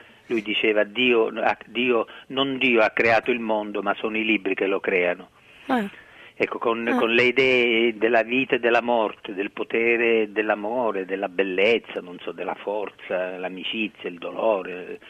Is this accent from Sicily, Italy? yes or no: yes; Sicily, Italy; born there; sono siciliano perché sono nato in Sicilia